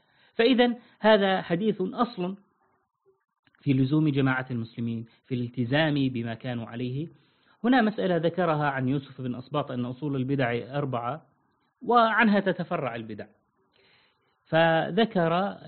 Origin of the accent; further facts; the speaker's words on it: Syria; هذه كانت منتشرة عندنا في سوريا، لا أدري في باقي البلاد.